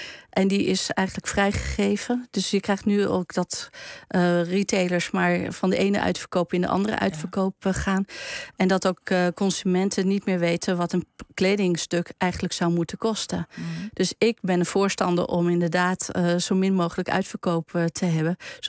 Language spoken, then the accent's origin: Dutch; eastern Netherlands, Netherlands; Ik kom uit het oosten van Nederland.